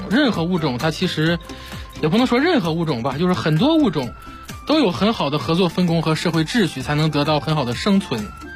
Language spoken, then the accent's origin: Chinese; Beijing, China; 我们中国人呢就都很勤奋